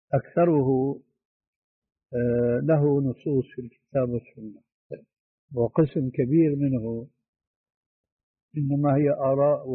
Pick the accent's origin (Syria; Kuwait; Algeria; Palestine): Syria; وهو يجعلها كما يقول العامة عندنا في سوريا